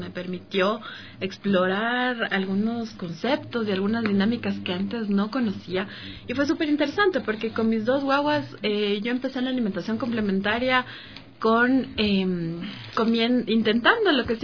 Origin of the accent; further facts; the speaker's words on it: Ecuador; born there; es de India. Yo nací en Ecuador, pero tengo un papá que sigue una filosofía de India y es por eso que tengo este nombre.